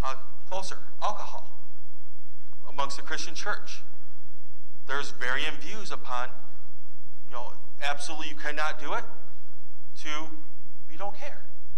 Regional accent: Holland, Michigan, United States; also born or lived in Grand Rapids; I grew up in Holland, in West Michigan, Holland, Grand Rapids, the areas I grew up in. Is a heavily Dutch Reformed background.

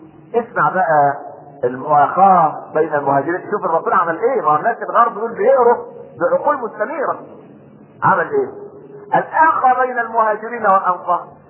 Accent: Egypt; واحنا كمصريين دي الفطره بتاعتنا

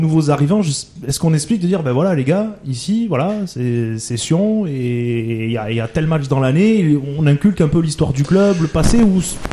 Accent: France; où voilà, on arrive de l'extérieur, on est étranger, on est français

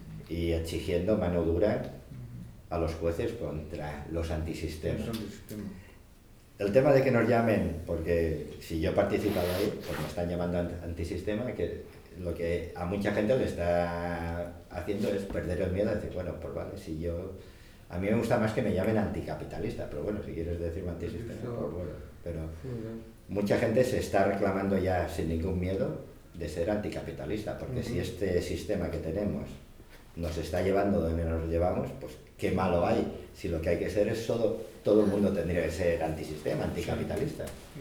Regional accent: Santiago de Compostela, Galicia, Spain; porque yo vengo de Santiago, y digo, hostia, en Santiago, mira que hay casas por ocupar.

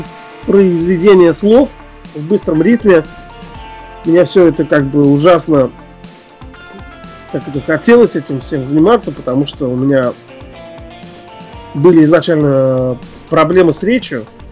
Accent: Ufa, Bashkortostan, Russia; Я родом из Уфы, это Башкирия.

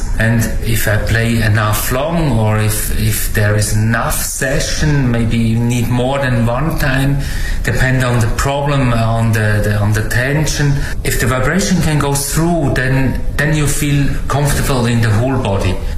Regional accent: Switzerland; now in China; from Switzerland. Stay now 5 years in China.

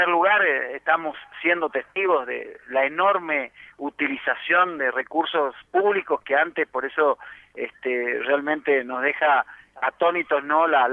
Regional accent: Chilecito, Argentina; lo que nosotros conocíamos allá en mi pueblo, en Chilecito, como el circo criollo, ¿no?

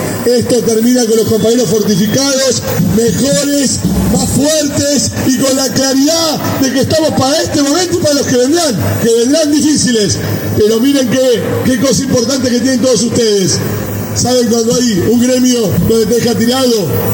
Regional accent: Argentina; somos los que somos el pueblo argentino

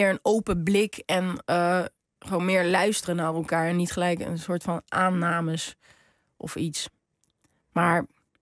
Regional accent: Morocco; ik ben gewoon een Marokkaanse vrouw ook.

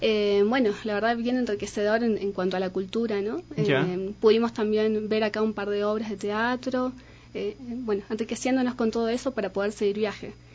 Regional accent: Córdoba, Argentina; yo salí desde Córdoba. Primeramente estuve un tiempito en el norte de mi país

